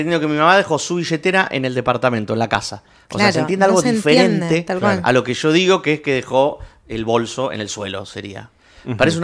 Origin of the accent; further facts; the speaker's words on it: Argentina; No me tengo que españolizar, tengo que seguir siendo argentino porque les gusta.